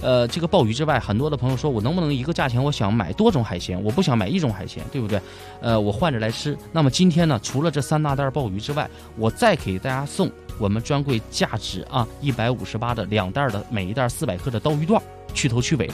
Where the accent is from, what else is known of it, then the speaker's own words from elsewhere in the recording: Dalian, Liaoning, China; 就是我本人就是土生土长的大连人啊。